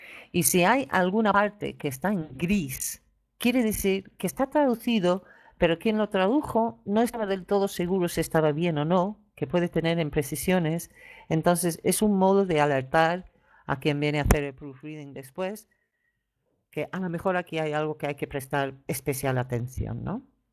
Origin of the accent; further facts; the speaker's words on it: England, United Kingdom; creo que es más bien de la localidad inglesa de donde soy yo